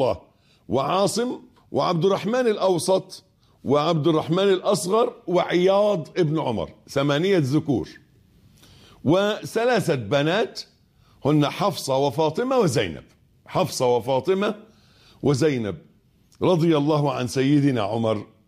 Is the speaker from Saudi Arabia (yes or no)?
no; Egypt; اللي احنا بنقول عليه أبيض في عرفنا في مصري كمصريين